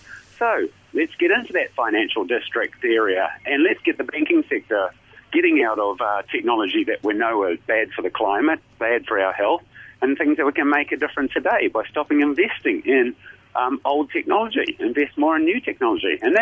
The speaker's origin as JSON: {"language": "English", "country": "New Zealand", "said": "Well, as a Kiwi, I'd go into a sporting analogy."}